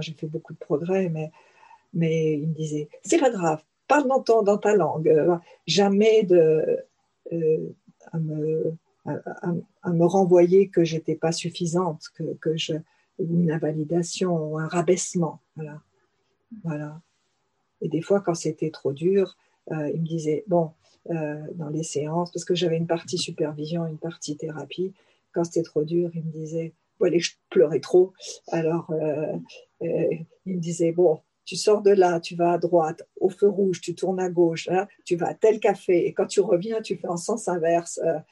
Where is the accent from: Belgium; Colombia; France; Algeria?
France; accent: French; en français, ne serait-ce que pour écouter mon accent français